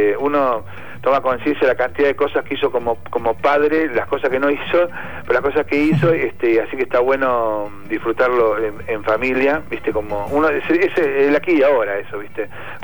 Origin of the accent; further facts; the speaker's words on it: Buenos Aires, Argentina; es como volver a Buenos Aires, es como decir, estoy de vuelta en mi tierra